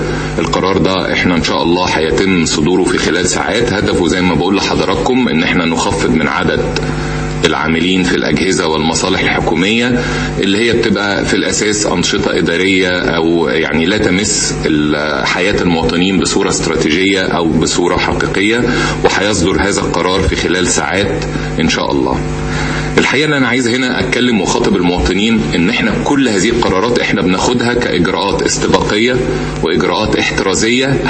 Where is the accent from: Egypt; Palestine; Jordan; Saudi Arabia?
Egypt; لازم نبقى واخدين بالنا كمصريين